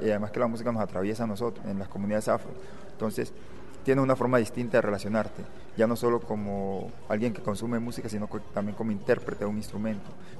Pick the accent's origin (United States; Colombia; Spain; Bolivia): Colombia; Tumaco, Nariño; soy de Tumaco